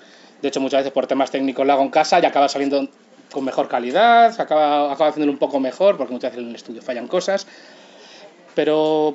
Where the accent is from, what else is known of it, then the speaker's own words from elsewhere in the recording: Pinto, Community of Madrid, Spain; una radio comunitaria en mi pueblo, en Pinto